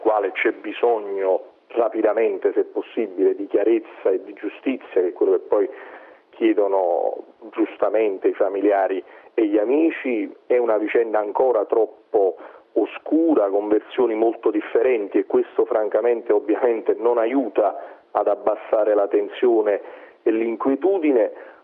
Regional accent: Naples, Campania, Italy; Io innanzitutto la sto vivendo come napoletano e come sindaco questa situazione

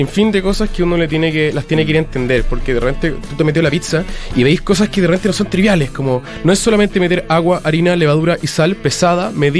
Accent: Viña del Mar, Valparaíso, Chile; yo soy de Viña, me encantaría tener una pizzería a leña

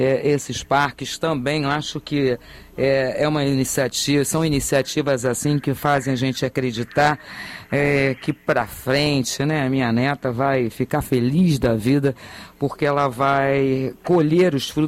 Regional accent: Rio de Janeiro, Brazil; now in Niterói, Brazil; como carioca, carioca moradora em Niterói, tenho obrigação de conhecer.

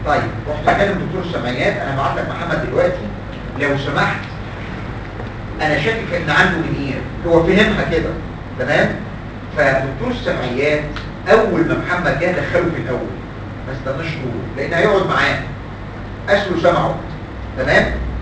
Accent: Egypt; احد الجراحين العظام عندنا في مصر مات من 5-7 سنين

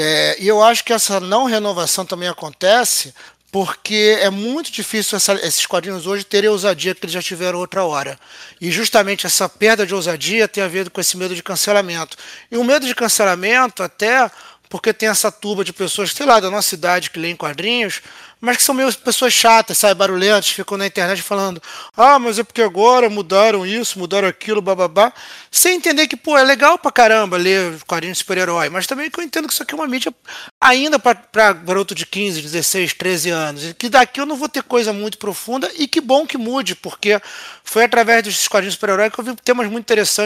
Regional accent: Rio de Janeiro, Brazil; Mas eu sou do Rio de Janeiro, né?

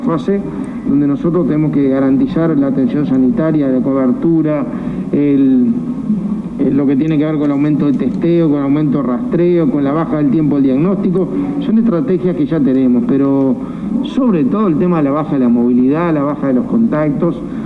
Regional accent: Uruguay; Y preocupado como uruguayo, obviamente como gobernante, pero sobre todo como uruguayo.

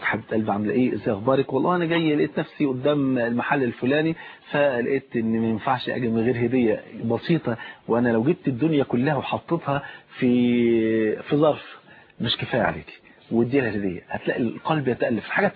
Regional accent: Egypt; عندنا في مصر يقول لك ثلاث سنين وتبقى زي الفل.

